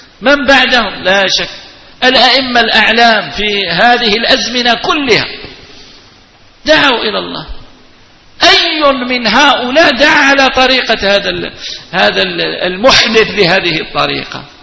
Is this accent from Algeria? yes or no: yes; El Oued, El Oued Province, Algeria; أنا أصلي من منطقة الوادي، وهذه المنطقة يكثر فيها التيجانيون ولا تجد فيها قادريا واحدا.